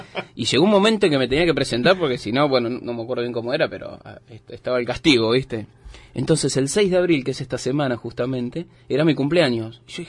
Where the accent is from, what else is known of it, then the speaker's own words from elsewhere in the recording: Buenos Aires, Argentina; Me presenté el regimiento allá de Ciudadela, donde nos tocaba los que somos de provincia de Buenos Aires.